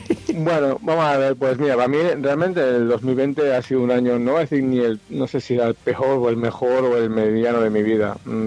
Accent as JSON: {"language": "Spanish", "town": "Valladolid", "region": "Castile and León", "country": "Spain", "lives_now": "Tenerife, Spain", "said": "somos gente que vivimos aquí en Tenerife y somos gente que somos de Valladolid."}